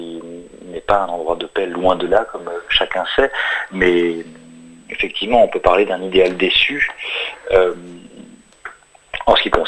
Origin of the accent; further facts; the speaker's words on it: France; born there; je suis né en France, je ne viens pas de ce pays-là, je ne viens ni de Palestine ni d'Israël.